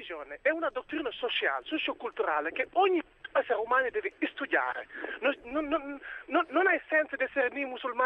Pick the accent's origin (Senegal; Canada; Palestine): Senegal; Italian is a second language; now in Italy; Io sono di Senegal, io sono di origine senegalese, però sono musulmano, praticante anche.